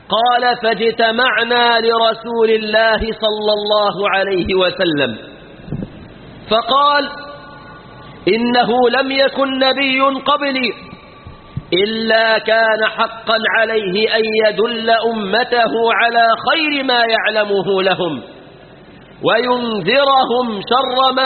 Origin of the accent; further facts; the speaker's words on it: Egypt; في بلادنا مصر